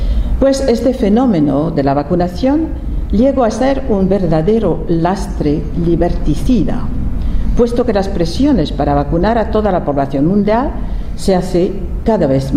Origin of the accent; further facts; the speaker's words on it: France; Spanish is a second language; soy francesa, he sido durante 15 años presidente de una asociación francesa